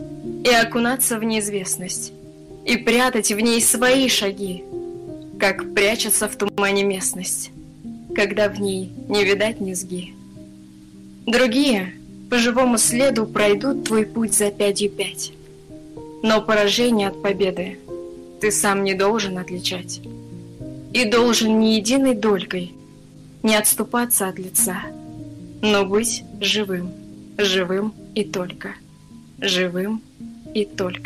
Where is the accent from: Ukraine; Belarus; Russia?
Russia; Ufa, Bashkortostan; Я с Уфы, да, я здесь родилась.